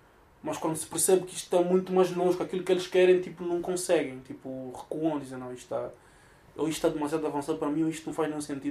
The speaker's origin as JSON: {"language": "Portuguese", "country": "Cuba", "tie": "born or raised there", "also_born_or_lived": "Angola", "moved": "yes", "lives_now": "Portugal", "said": "Eu nasci em Cuba, fui para Angola, vivi em Angola durante 2 anos, depois voltei para Cuba durante mais uns 3, 4 anos e depois vim cá para Portugal."}